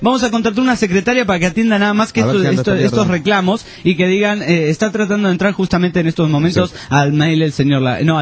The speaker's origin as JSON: {"language": "Spanish", "country": "France", "second_language": "Spanish", "said": "Hola, soy francés y escucho el programa de vosotros por la web."}